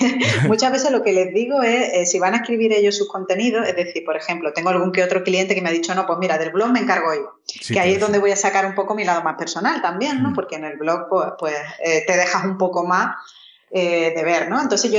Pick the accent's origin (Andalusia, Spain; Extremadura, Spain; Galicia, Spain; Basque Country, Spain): Andalusia, Spain; Málaga; Si es que yo soy malagueña y a mí se me nota